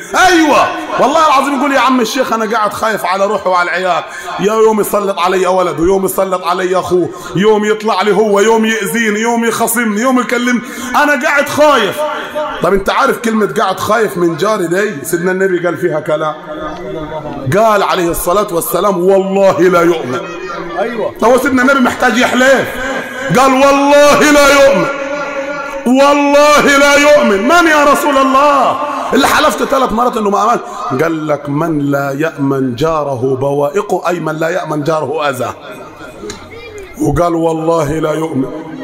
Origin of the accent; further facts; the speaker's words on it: Upper Egypt, Egypt; الدارج عندنا في الصعيد مثل يقول لك النبي وصى كام؟ سبعه